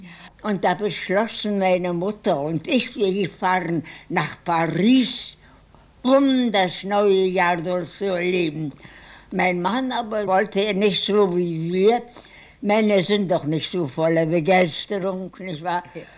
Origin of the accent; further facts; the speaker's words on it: Berlin, Germany; Wir wohnten weit ab in Vororten und fühlten uns doch als Berliner.